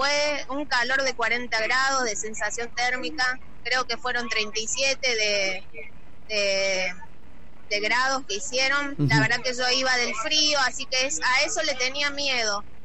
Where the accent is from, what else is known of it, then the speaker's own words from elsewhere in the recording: Córdoba, Argentina; Soy la primera cordobesa y cordobés en hacerla y terminarla, porque de Córdoba todavía no había ido nadie